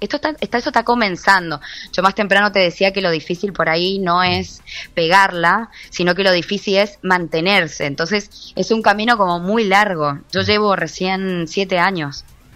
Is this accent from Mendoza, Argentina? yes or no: yes; Mendoza, Argentina; moved away as an adult; now in Córdoba, Argentina; No, ahora estoy en Córdoba. Yo soy de Mendoza, como te comenté, y hace ya un año... desde comienzo de este año me vine a Córdoba con mi pareja